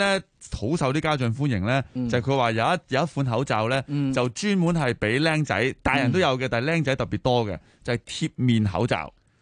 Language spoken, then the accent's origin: Cantonese; Hong Kong; 其實我哋香港人都好接受噶啦。